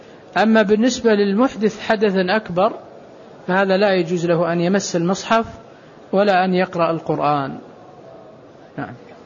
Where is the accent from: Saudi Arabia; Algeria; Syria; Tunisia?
Saudi Arabia; لكن أحيانا أنا ألاحظ عندنا في السعودية مثلا غالب الناس يتمتع